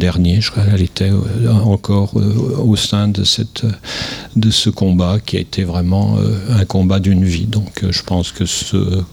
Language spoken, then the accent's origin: French; Saint-Étienne, Auvergne-Rhône-Alpes, France; moi je suis né à Saint-Étienne, je suis un Stéphanois qui n'a jamais vraiment quitter son terrain, sinon pour faire un peu de recherche à Paris et à Londres